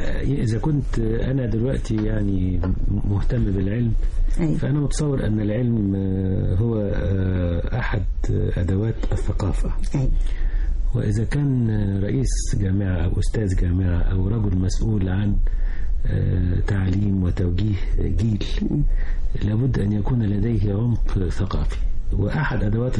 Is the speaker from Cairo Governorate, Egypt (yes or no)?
no; El Mahalla El Kubra, Gharbia, Egypt; كنا إحنا أصلا من المحلة الغربية، فشفته في طنطا